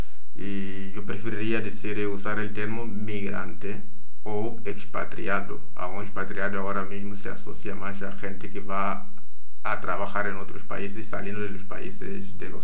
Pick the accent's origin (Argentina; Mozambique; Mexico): Mozambique; also born or lived in Italy / Kenya; now in Spain; He nacido en Mozambique, he vivido mitad de mi vida en Mozambique. Y la otra mitad en España, digamos. También he vivido en otros países, en Italia y en Kenia.